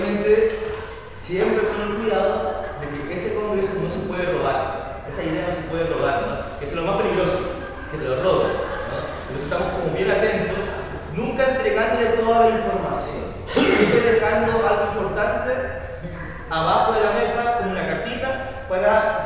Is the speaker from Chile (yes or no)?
yes; Colina, Santiago Metropolitan, Chile; Nosotros venimos de la comuna de Colina, acá está Santiago, acá está Colina, y ahí se va avanzando. Estamos a unos 30 kilómetros más o menos al norte de Santiago, y la verdad es que ha sido muy difícil crecer en ese espacio